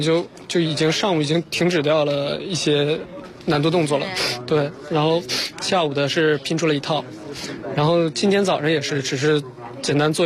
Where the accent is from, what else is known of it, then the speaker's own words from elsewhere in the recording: China; 我们是来自中国的运动员